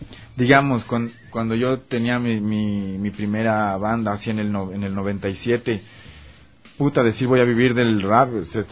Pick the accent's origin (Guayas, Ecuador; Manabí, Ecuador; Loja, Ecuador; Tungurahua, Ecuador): Tungurahua, Ecuador; Ambato; Yo soy de Ambato, sí.